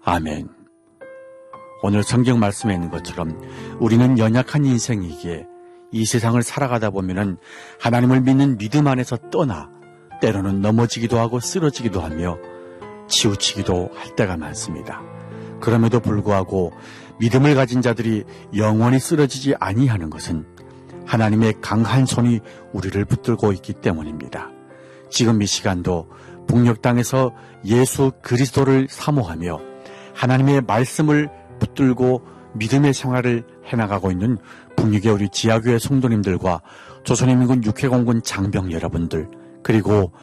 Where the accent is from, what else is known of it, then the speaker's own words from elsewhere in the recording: North Korea; now in Seoul, South Korea; 저는 탈북민